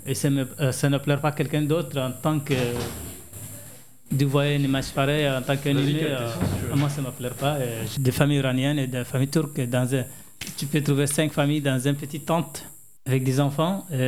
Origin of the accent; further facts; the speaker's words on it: Chad; moved away as an adult; now in France; Oui, depuis 2013. Je suis en 2013 ici à France. En France, j'ai obtenu mon titre de réfugié en tant que tchadien, en tant que demandeur d'asile tchadien